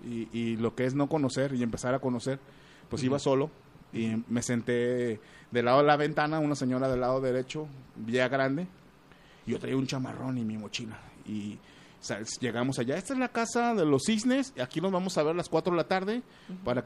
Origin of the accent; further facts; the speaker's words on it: Mexico; Pero da la casualidad de que somos mexicanos